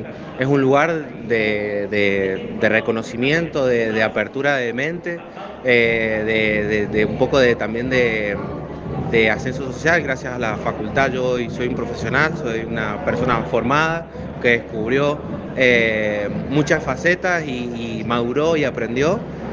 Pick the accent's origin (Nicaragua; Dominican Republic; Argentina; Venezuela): Argentina; defender los derechos que tenemos como argentinos de poder estudiar de manera gratuita